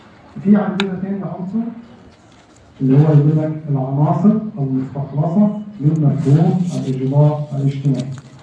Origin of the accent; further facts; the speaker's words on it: Egypt; موجود عندنا في مصر عموما.